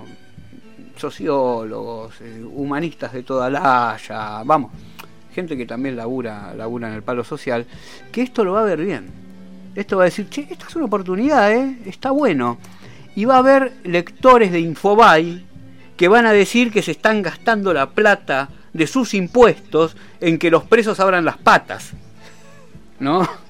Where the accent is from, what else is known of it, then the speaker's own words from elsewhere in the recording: Merlo, Buenos Aires Province, Argentina; yo que soy de Merlo, ¿no?